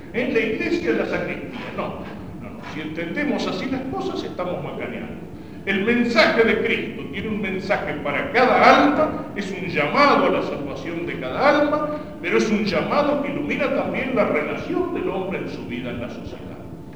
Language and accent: Spanish; Argentina; Eso tengámoslo claro como argentinos, eso tengámoslo claro como cristianos y como católicos.